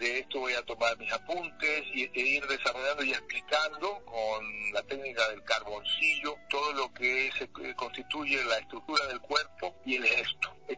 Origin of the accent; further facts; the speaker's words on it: Ecuador; obviamente soy ecuatoriano